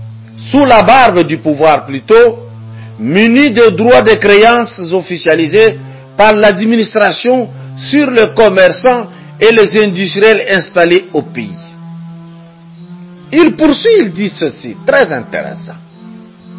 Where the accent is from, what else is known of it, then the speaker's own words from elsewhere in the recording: DR Congo; L'Européen, pour mieux vivre, il vient puiser de la richesse chez nous au Congo.